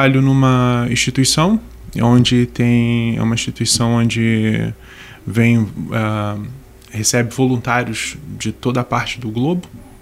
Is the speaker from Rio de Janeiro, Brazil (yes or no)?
yes; Rio de Janeiro, Brazil; now in Portugal; nós crescemos no mesmo bairro no Rio de Janeiro.